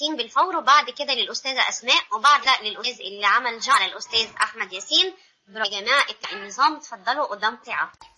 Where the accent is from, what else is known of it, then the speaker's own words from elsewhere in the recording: Egypt; لان احنا كشعب مصري ما عندناش تحضر